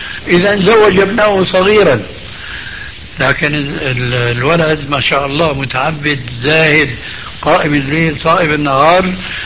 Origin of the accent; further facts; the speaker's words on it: Syria; كما يقولون عندنا بالشام